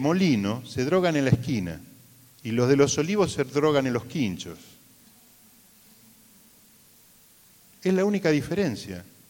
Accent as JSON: {"language": "Spanish", "town": "Puerto Madryn", "region": "Chubut", "country": "Argentina", "said": "allá en Puerto Madryn, soy de Puerto Madryn, un lugar relativamente marginal, podríamos decir que es un barrio que se llama San Miguel."}